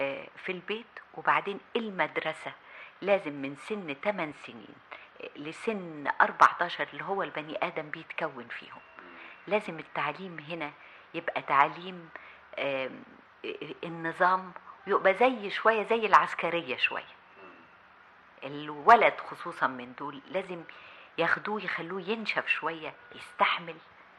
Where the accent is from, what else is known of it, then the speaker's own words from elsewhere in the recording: Egypt; المسؤولية كواحدة كمصرية عايشة في البلد